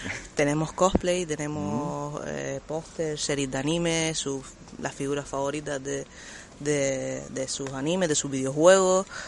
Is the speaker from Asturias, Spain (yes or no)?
no; Canary Islands, Spain; vengo de Gran Canaria.